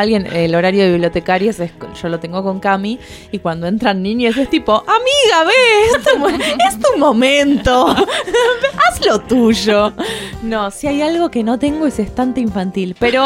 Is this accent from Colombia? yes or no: no; Buenos Aires, Argentina; born there; Nací en Buenos Aires en 1978, soy diseñadora gráfica y artista visual.